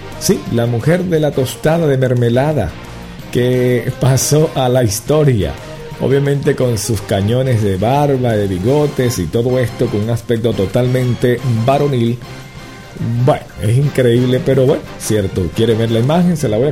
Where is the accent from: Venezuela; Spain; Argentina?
Venezuela; Valencia, Carabobo; o sea, yo que soy valenciano, bueno, estamos cerquita.